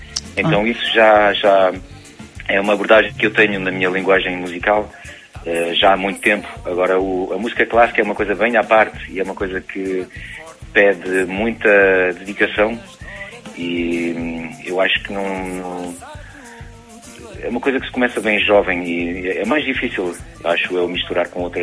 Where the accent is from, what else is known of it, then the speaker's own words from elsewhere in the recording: France; vivendo em França, nasci e cresci em França e depois, mais tarde, quis ligar-me às minhas raízes portuguesas